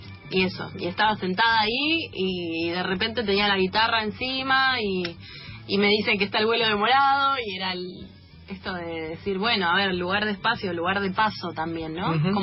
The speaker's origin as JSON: {"language": "Spanish", "region": "Buenos Aires", "country": "Argentina", "tie": "born or raised there", "said": "De San Cristóbal, viví, ajá, toda la vida en San Cristóbal, ahora estoy en Boedo Almagro"}